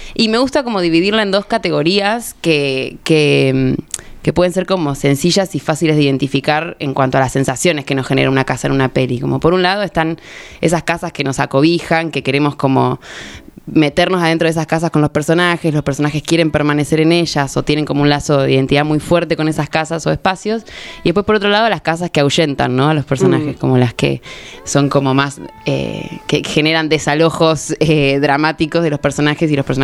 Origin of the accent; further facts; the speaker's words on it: San Miguel, Buenos Aires Province, Argentina; No, soy de San Miguel, pero bueno, a Necochea como fui desde la panza.